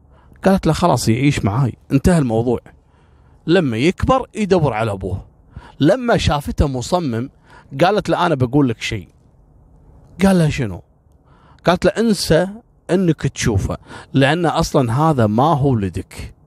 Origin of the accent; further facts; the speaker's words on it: Kuwait; بعد ما اخذ محكوميته عندنا في الكويت كم شهر تم ابعاده بالفعل الى العراق.